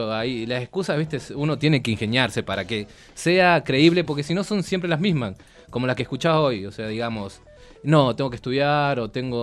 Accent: Aluminé, Neuquén, Argentina; Yo soy neuquino, soy de Aluminé, igual que el Tincho, así nada más es. Que él es de Neuquén, capital. Yo soy de Aluminé, un pueblito chiquitito, 7.000 personas, y tengo 27 años.

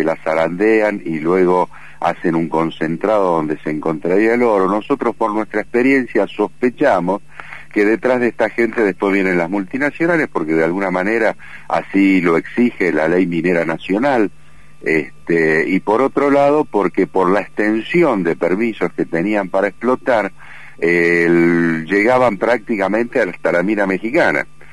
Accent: Buenos Aires, Argentina; born there; moved away as an adult; now in Pituil, Argentina; Yo soy nacido en Buenos Aires, pero hace 16 años aproximadamente que vivo en Pituil, que es un pueblito que está dentro del departamento Famatina, a 60 kilómetros de la cabecera

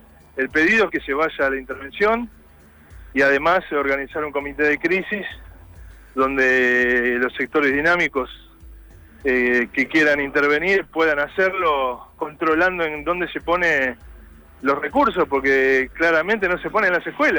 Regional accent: Moreno, Buenos Aires Province, Argentina; Yo soy de Moreno.

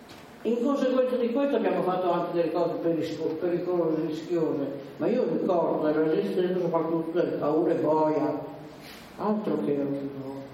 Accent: Piedmont, Italy; born there; Io sono piemontese di nascita, in Piemonte rispetto all'autorità considerevo il pezzo della cultura anche popolare.

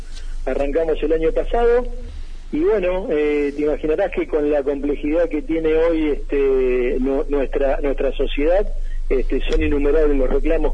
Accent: Arrecifes, Buenos Aires Province, Argentina; Volví a mi ciudad, a Arrecifes, a mi ciudad natal, a trabajar como escribano.

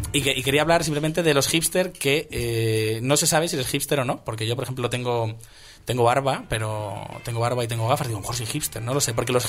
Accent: Parla, Community of Madrid, Spain; Pues a lo mejor soy swagger, yo de Parla. El primer swagger de Parla puede ser.

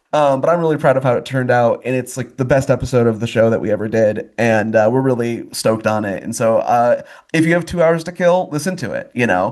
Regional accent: Grand Blanc, Michigan, United States; From my hometown of Grand Blanc, Michigan.

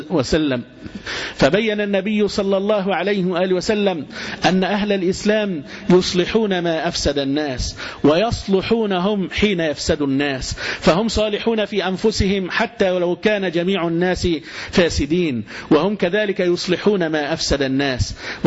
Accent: Egypt; مع حدودنا مع ليبيا عند السلوم

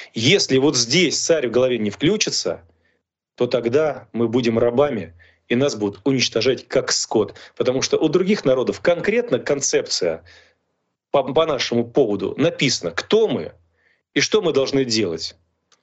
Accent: Russia; born there; если я сам родился в России

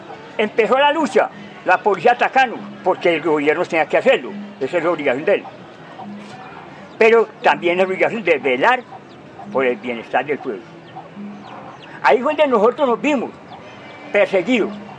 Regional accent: Colombia; En primer lugar, en mi país, Colombia, porque en realidad no ha habido una buena educación.

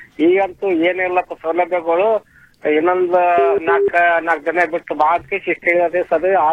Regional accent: Jevargi, Karnataka, India; Jevargi ತಾಲೂಕ.

